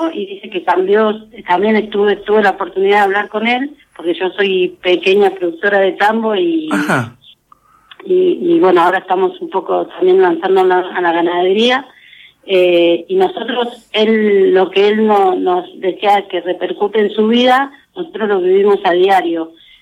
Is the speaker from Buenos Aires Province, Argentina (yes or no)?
yes; San Vicente, Buenos Aires Province, Argentina; Yo soy de San Vicente